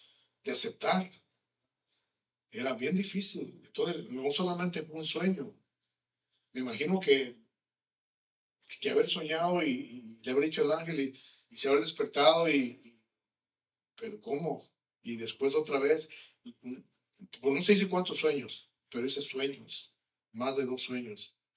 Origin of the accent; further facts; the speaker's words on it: Mexico; Especialmente como mexicanos, ¿no?